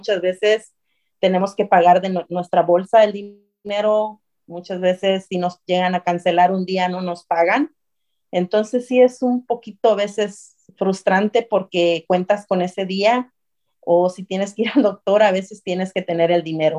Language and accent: Spanish; Puerto Escondido, Oaxaca, Mexico; born there; mi bella ciudad de Puerto Escondido, Oaxaca, de donde yo nací.